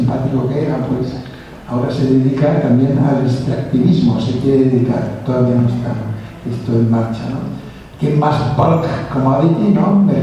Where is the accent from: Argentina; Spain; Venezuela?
Spain; Catalonia; first language Catalan; Spanish is a second language; yo soy indígena catalán porque hablo catalán, de lengua materna